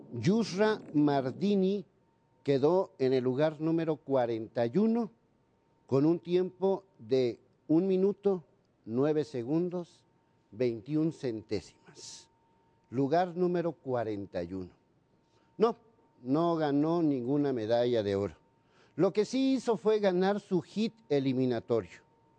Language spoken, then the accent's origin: Spanish; Mexico; Pero soy mexicano y estoy verdaderamente indignado